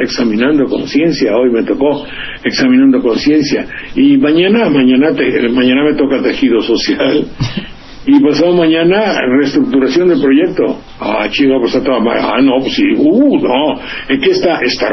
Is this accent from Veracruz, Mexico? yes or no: yes; Veracruz, Mexico; los 750 individuos de un pueblito de 3.000 habitantes, se llama Coyolillo, junto a mi pueblo